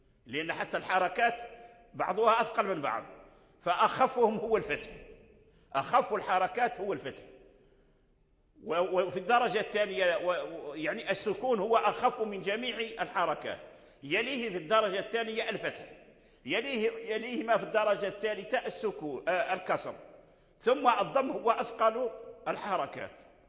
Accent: Morocco; الذي عليه العمل المقدم في الأداء عندنا في المغرب هو الصلة

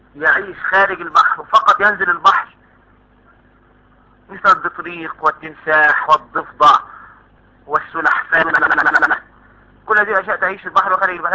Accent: Egypt; طب انا من اهل مصر ما اعرفش البوزاق ده.

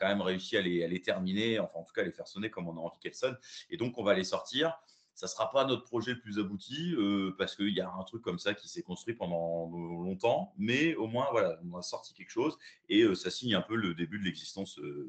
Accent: Amiens, Hauts-de-France, France; nous, on est d'Amiens, donc du nord de la France, hein, ce qui est un peu l'opposé de Toulouse.

